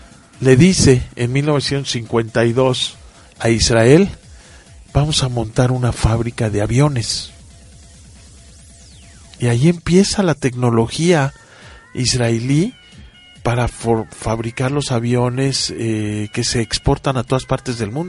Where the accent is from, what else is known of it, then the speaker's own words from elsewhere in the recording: Mexico; por lo menos en México, jamás en la vida de mi vida como mexicano he comido un dátil fresco.